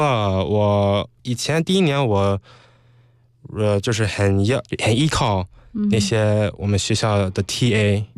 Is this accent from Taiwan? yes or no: no; United States; 因为从小在美国就玩轻松，所以没有那压力